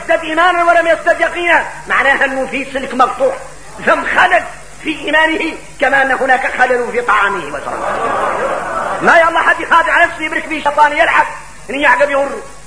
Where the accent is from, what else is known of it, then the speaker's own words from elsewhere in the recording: Mauritania; غير احنا موريتاني الواحد منا اللي يقرأ القرآن يتفلو عليك العين